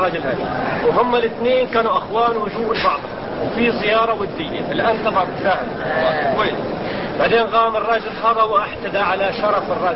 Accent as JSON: {"language": "Arabic", "country": "Libya", "said": "أنا الأخ من ليبيا"}